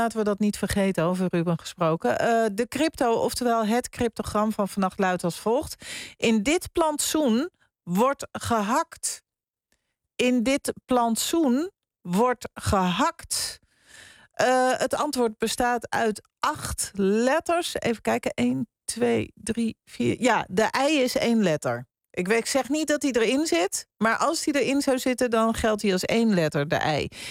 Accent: Zaanstad, North Holland, Netherlands; Nou ja, ik kom uit Zaanstad en daar is het ook gebruikelijk om in plaats van een ui een eu te zeggen.

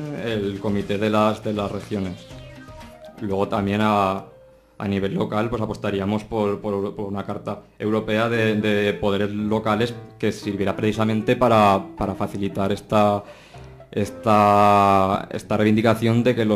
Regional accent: Borja, Aragon, Spain; ya que aquí estamos, somos eso, pues de Borja y demás

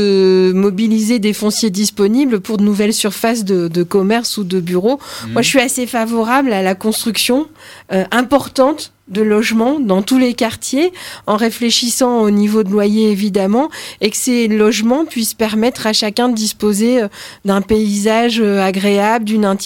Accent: Roubaix, Hauts-de-France, France; J'ai grandi à Roubaix, qui a certains quartiers très denses.

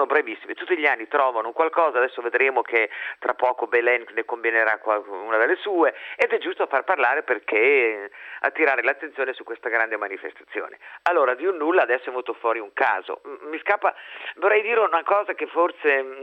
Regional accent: Emilia-Romagna, Italy; io sono emiliano, lo posso ben dire

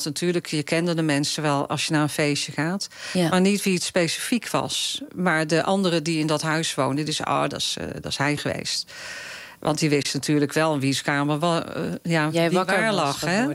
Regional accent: Breda, North Brabant, Netherlands; Ik kom uit Breda, dus een stad waar veel carnaval werd gevierd.

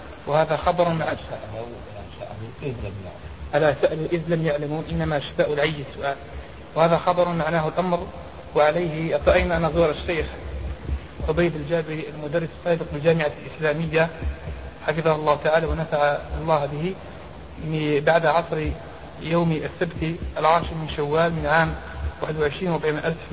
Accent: Algeria; شاع عندنا في الجزائر

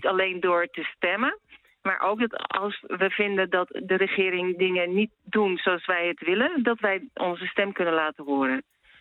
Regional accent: Netherlands; Nee, en sowieso, ik mag het niet eens, want ik ben Nederlander. Als Nederlander mag je officieel niet met politieke situatie inlaten.

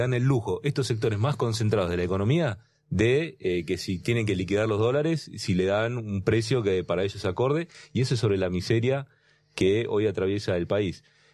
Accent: Neuquén, Argentina; Yo vengo de la provincia de Vaca, sí, Muerta

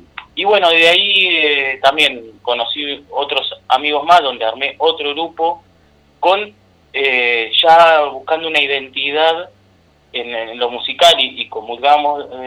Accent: Buenos Aires, Argentina; Yo soy porteño, en Buenos Aires hay peña

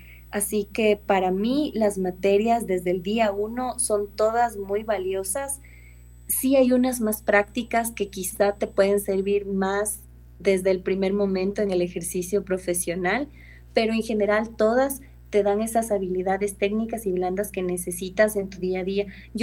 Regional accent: Ambato, Tungurahua, Ecuador; also born or lived in Quito; Yo soy quiteña, nací aquí en Quito y ahora estoy trabajando aquí. Pero realmente todos mis estudios, escuela, colegio y universidad, los hice en Ambato.

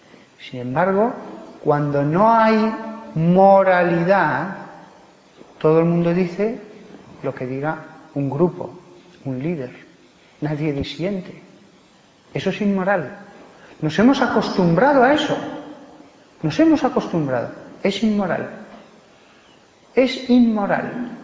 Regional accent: Aragon, Spain; Pues el egoísmo, y yo soy aragonés, dijeron que se vaya al mar.

